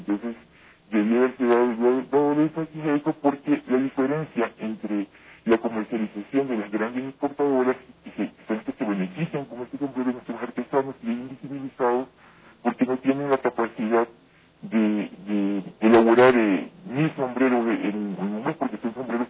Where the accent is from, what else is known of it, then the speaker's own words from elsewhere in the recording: Ecuador; Somos manaditas, somos ecuatorianos todo y todo, es parte de un territorio